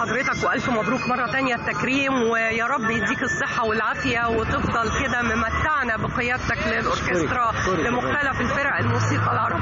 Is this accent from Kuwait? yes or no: no; Egypt; وكلنا تعلقنا بيه كمصريين وكعرب